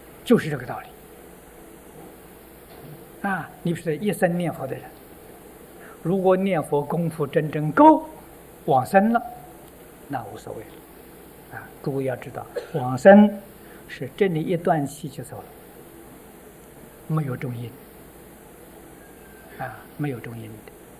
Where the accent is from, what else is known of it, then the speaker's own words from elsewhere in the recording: China; 他的神识，我们中国人讲灵魂呢，没走